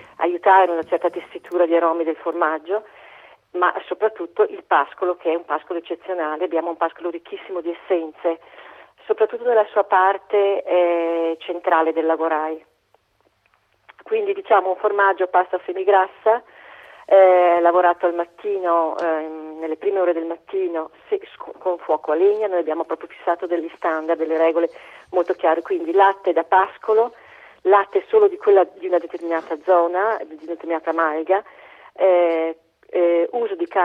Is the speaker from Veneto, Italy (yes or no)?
no; Telve di Valsugana, Trentino-Alto Adige, Italy; pensi soltanto al mio paese, Telve di Valsugana, a ridosso proprio, le montagne a ridosso di questa valle, ultima valle, ultima propaggine del Trentino